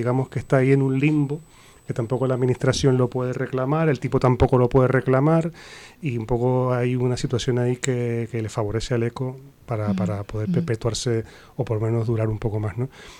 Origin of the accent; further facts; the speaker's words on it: Canary Islands, Spain; now in Madrid, Spain; Yo, por ejemplo, que vengo de Canarias